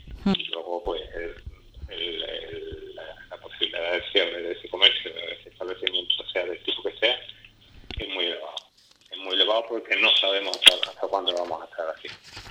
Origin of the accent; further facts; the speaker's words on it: Spain; quien pagamos los impuestos, la enseñanza pública, para la enseñanza pública, somos los españoles.